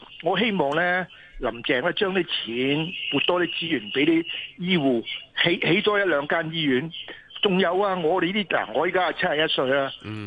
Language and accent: Cantonese; Hong Kong; 我哋喺香港咧土生土長70幾年